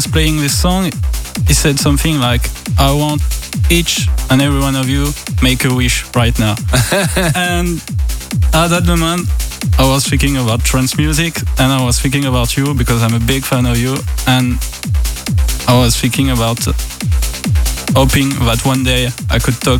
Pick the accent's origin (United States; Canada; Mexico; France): France; Auvergne-Rhône-Alpes; English is a second language; In the center of France.